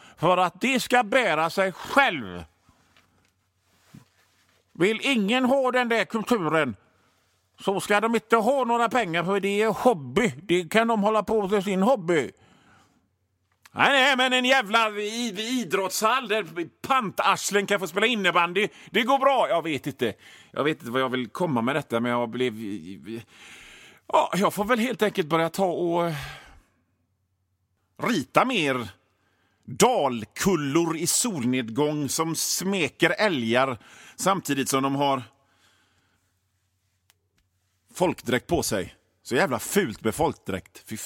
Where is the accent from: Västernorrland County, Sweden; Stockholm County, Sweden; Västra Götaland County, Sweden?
Västra Götaland County, Sweden; Gothenburg; accent: Gothenburg dialect; Jag måste på något sätt vänja mig av med min göteborgska, känner jag.